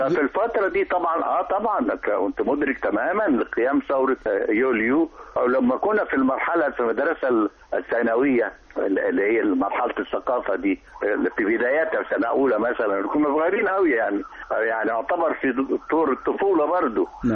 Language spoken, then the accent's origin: Arabic; El Mahalla El Kubra, Gharbia, Egypt; قبل الجامعة كنا عارفين أن عندنا صرح مثلا على المستوى الاقتصادي. كان عندنا في المحلة